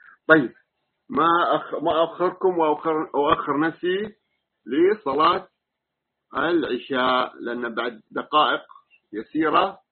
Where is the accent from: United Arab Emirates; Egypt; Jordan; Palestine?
United Arab Emirates; ونحن من أهل الإمارات